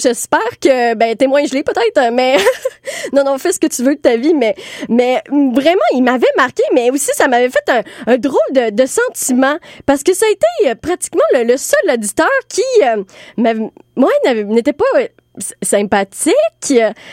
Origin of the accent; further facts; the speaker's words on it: Montreal, Quebec, Canada; Oui, je suis très montréalaise là-dessus, là. J'ai pas de voiture, transport en commun.